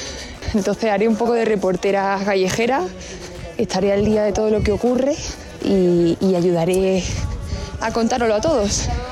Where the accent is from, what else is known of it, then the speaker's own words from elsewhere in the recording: Granada, Andalusia, Spain; now in Madrid, Spain; Soy periodista, vivo ahora mismo en Madrid, pero soy de Granada